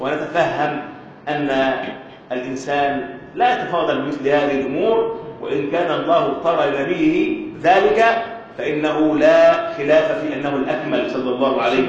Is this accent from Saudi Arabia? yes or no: no; Egypt; اللي احنا بنسميه عندنا في مصر يقول لك ده ماشي بيمد